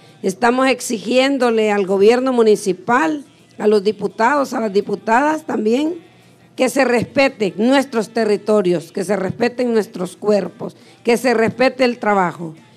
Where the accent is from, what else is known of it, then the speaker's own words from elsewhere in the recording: El Salvador; Soy del Salvador